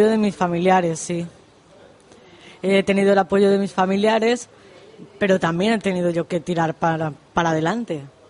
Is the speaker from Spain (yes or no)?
yes; Plasencia, Extremadura, Spain; born there; also born or lived in Madrid; Yo nací en Extremadura, en Plasencia.